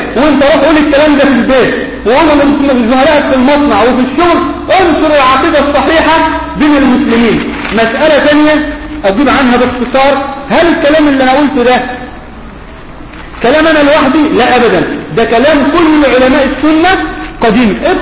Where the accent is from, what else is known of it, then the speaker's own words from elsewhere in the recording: Mansoura, Dakahlia, Egypt; عندنا في المنصورة في الدقهلية